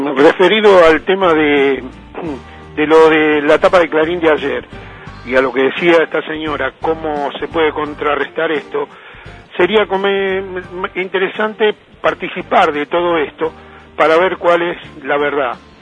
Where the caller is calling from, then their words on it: Lanús, Buenos Aires Province, Argentina; soy de acá de Lanús.